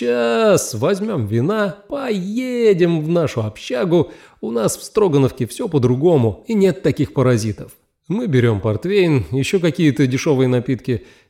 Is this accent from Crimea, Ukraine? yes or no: yes; Sevastopol, Crimea, Ukraine; А я сам из Севастополя, учился в Симферополе.